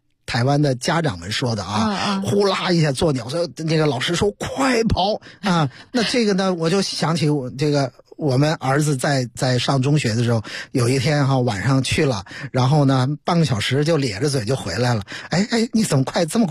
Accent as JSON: {"language": "Chinese", "country": "China", "said": "我们作为中国人带有中国人身上那些该有的东西"}